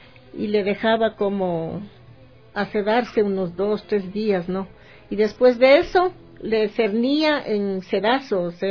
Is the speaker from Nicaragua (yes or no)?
no; Lita, Imbabura, Ecuador; Yo soy de la provincia de Imbabura, de la parroquia Lita